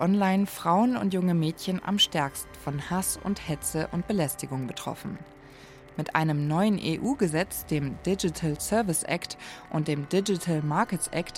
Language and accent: German; Bavaria, Germany; Ich bin im Münchner Umland groß geworden.